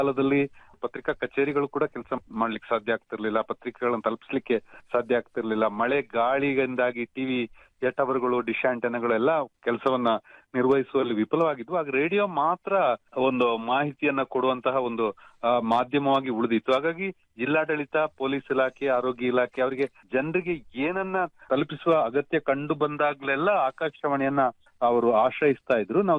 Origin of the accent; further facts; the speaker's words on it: Madikeri, Karnataka, India; ಮಡಿಕೇರಿ ನನ್ನ ಊರು, ಮಡಿಕೇರಿ ಆಕಾಶವಾಣಿಯಲ್ಲೂ ಕೆಲಸ ಮಾಡಿದ ಅನುಭವ ಇತ್ತು.